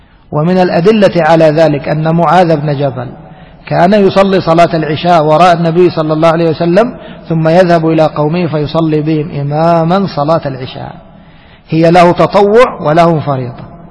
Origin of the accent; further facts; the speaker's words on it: Egypt; عندنا في مصر تجد في الشارع الواحد بين كل مسجد والآخر ماذا تقول 15 متر 20 متر